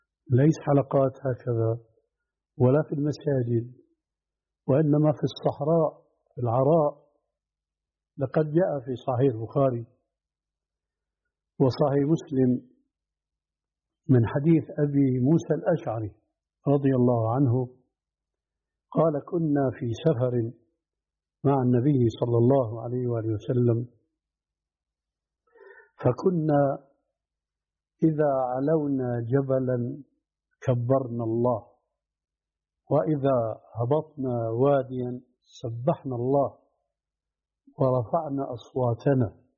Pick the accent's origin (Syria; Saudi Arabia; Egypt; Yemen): Syria